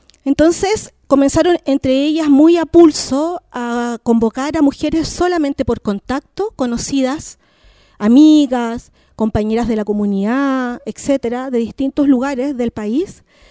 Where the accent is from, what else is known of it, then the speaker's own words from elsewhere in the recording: Santiago, Santiago Metropolitan Region, Chile; yo soy nacida y criada en Santiago, evidentemente, pero soy mapuche